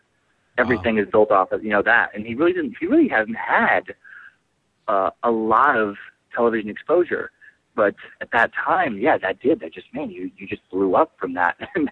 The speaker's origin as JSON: {"language": "English", "region": "Idaho", "country": "United States", "lives_now": "California, United States", "said": "I'm from Idaho, actually. I'm a Northwest guy, and I started doing comedy in Washington State. And, so I'm a Northwest transplant to California."}